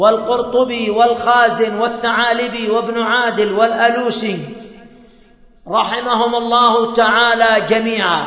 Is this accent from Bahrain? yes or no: no; Yemen; أظن أن أنكد الزواج هو عندنا في اليمن، أن أنكد الزواج عندنا في اليمن